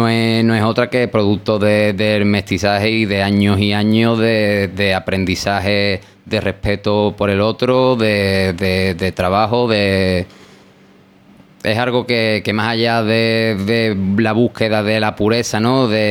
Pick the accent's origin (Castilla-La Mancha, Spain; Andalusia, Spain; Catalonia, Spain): Andalusia, Spain; Cádiz; Yo principalmente me siento de mi madre Pepa y después soy de Cádiz y en última instancia hermano andaluz del mundo.